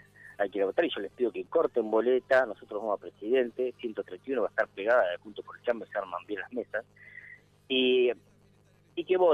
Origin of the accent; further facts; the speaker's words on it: Tandil, Buenos Aires Province, Argentina; estoy en La Plata en este momento, pero sí, vivo, nací en Tandil, viví toda mi vida en Tandil, menos un par de años nada más, sí. O tres añitos, en otro lugar estudiando.